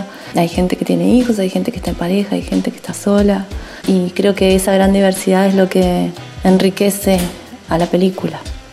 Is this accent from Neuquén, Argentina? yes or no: yes; Neuquén, Argentina; now in San Martín de los Andes, Argentina; soy de Neuquén Capital. Actualmente hace 4 años que vivo en la hermosa ciudad de San Martín de los Andes.